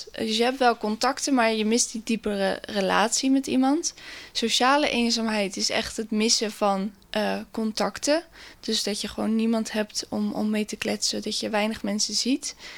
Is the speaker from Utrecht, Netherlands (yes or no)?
no; Westland, South Holland, Netherlands; now in Naaldwijk, Netherlands; ik kom uit Westland, ik woon in Naaldwijk. Ik ben 24 jaar